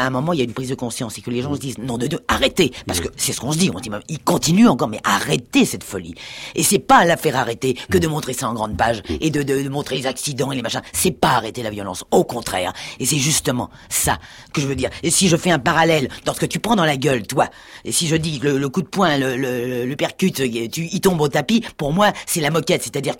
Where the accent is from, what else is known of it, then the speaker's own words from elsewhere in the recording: Paris, Île-de-France, France; born there; also born or lived in Normandy; je suis né à Paris, bon, je suis venu en Normandie, bon, parce que maman y était